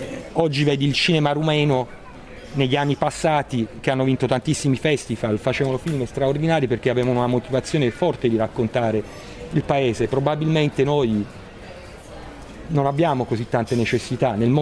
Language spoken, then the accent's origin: Italian; Caserta, Campania, Italy; sono cresciuto in quel territorio, che sono cresciuto veramente nella bellezza, perché sono cresciuto dietro a Reggia di Caserta, tutta la mia infanzia è stata lì dentro